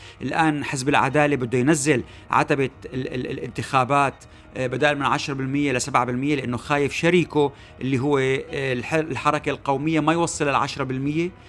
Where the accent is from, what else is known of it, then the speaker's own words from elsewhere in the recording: Syria; في قضيتين بس اللي بيمسون احنا كسوريين